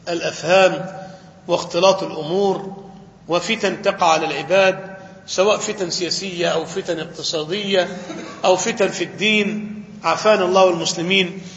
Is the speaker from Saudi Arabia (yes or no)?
no; Egypt; سواء لما وقعت الفتن في العراق أو في الشام أو عندنا في مصر